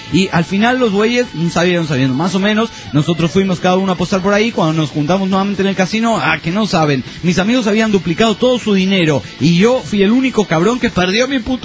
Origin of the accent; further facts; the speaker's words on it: Andorra; Hay mucha gente de muchísimos países que podría venir a decir, y nunca me nombra a mí, que soy de Andorra.